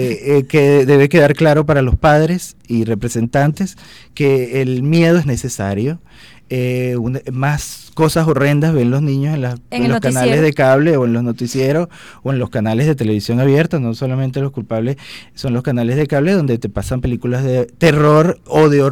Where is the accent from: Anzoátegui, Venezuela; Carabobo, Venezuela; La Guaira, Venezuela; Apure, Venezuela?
Carabobo, Venezuela; Puerto Cabello; Yo soy de Puerto Cabello y mi papá es de Caracas, era de Caracas, que en paz descanse, y siempre nos traía acá a Caracas